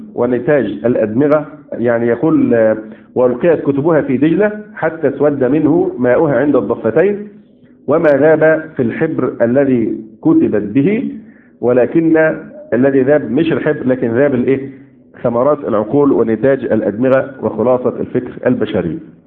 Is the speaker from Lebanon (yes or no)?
no; Egypt; يمكن عندنا في مصر كان اخف